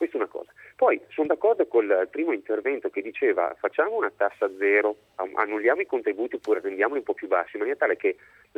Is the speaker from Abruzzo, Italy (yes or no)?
no; Verona, Veneto, Italy; Io sono del Veneto, di Verona, ho un'attività che è in piedi del 65